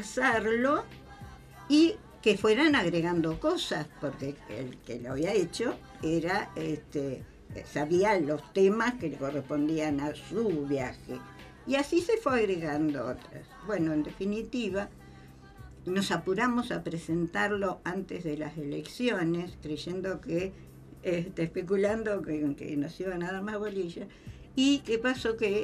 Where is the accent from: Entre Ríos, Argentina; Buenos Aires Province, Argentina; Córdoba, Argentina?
Buenos Aires Province, Argentina; La Plata; Soy de La Plata, o sea, mi viaje era de La Plata a Bernal, intermedia entre La Plata y Constitución.